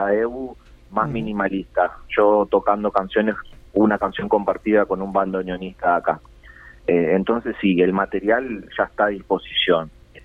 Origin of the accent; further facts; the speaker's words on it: Paraguay; Así que sí, nací en Paraguay, soy paraguayo, pero tengo una gran parte de mi ADN, claro, en Uruguay.